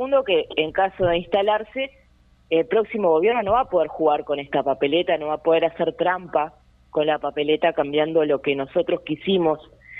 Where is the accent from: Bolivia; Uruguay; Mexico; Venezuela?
Uruguay; siempre como uruguayos, ¿no?, desplegando todo nuestro poder